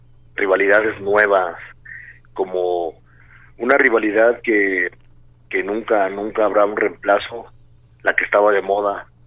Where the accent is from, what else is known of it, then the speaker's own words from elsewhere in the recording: Tala, Jalisco, Mexico; Tala, Jalisco, mi tierra querida